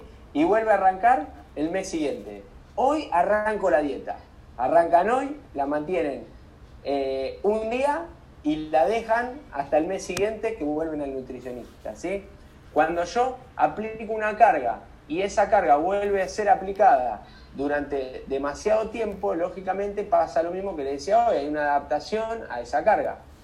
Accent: Balcarce, Buenos Aires Province, Argentina; yo soy de Balcarce, desde que yo vivía en Balcarce, es siempre el mismo recorrido.

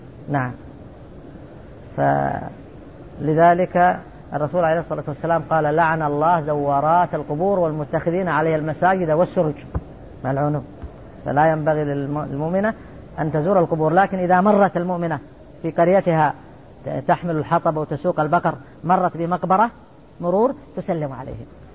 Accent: Saudi Arabia; وقرض عليها المفتي عندنا في السعودية

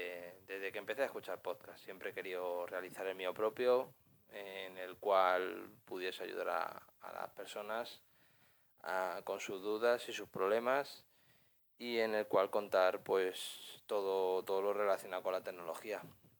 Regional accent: Madrid, Community of Madrid, Spain; tengo 32 años, soy de Madrid.

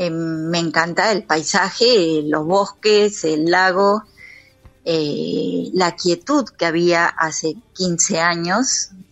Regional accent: Buenos Aires, Argentina; born there; Acá en Buenos Aires.

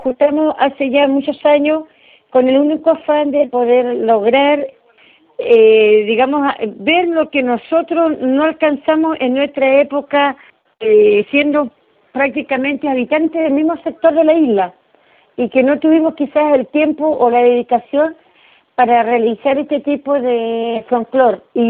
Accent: Los Lagos, Chile; born there; now in Punta Arenas, Chile; Soy nacida en Chiloé. Me vine hace 33 años a Punta Arenas.

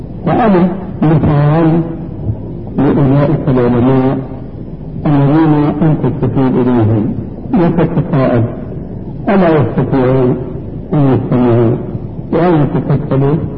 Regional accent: Syria; كما يقولون عندنا في سوريا

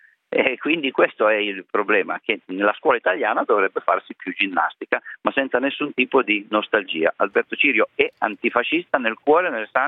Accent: Alba, Piedmont, Italy; io sono di Alba, quelli di Alba come me

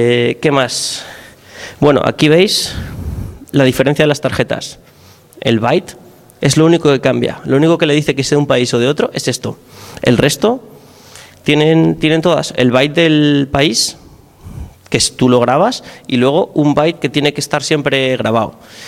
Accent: Oviedo, Asturias, Spain; Yo, por lo menos, en Oviedo, de donde soy, ha desaparecido

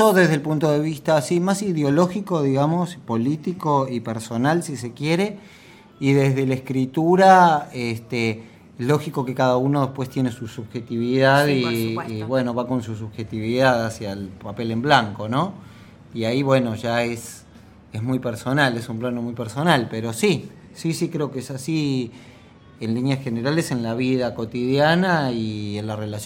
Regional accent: Mexico; sí hay una relación de mi infancia con la muerte y tiene que ver con mi infancia en México

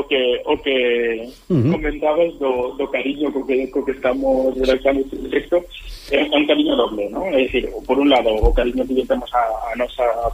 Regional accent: A Fonsagrada, Galicia, Spain; now in Barcelona, Spain; eu son da Fonsagrada, pero agora mesmo pues, vim estudiar, e ao final estou aquí traballando a medio cabalo entre Galicia e Barcelona.

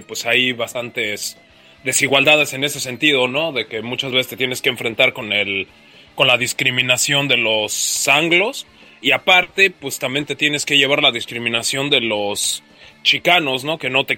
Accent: Mexico City, Mexico; al escucharme mi acento y, ¿no? Y que ellos detectaban que venía de Ciudad de México o del DF

